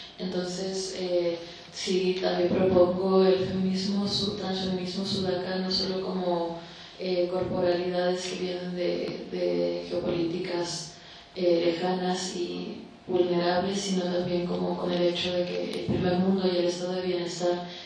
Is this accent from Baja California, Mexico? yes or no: yes; Tijuana, Baja California, Mexico; moved away; yo soy de Tijuana, del norte de México, pero no vivo ahí desde hace mucho tiempo